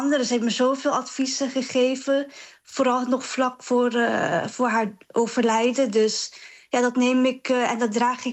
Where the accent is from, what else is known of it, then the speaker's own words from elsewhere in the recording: Dordrecht, South Holland, Netherlands; born there; Ik werd dus geboren in Dordrecht